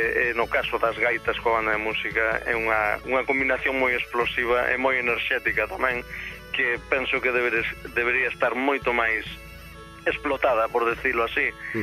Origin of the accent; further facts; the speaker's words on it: Cambados, Galicia, Spain; tamén participo de vez en cando coa banda de música do meu povo, a banda de música de Castrelo, de Cambados.